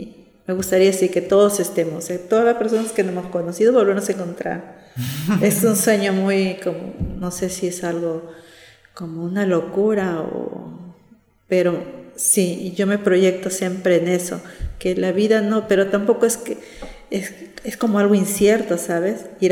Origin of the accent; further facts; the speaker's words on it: Peru; Me gustaría así terminar y en mi país, claro, vivir en mi casa, estar en Perú y ahí pasar ahí el resto de mis días allá, ¿sí?